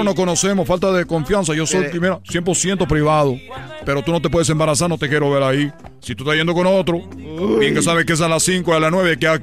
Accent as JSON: {"language": "Spanish", "country": "Cuba", "moved": "as an adult", "lives_now": "Mexico", "said": "Yo salí de Cuba con una misión"}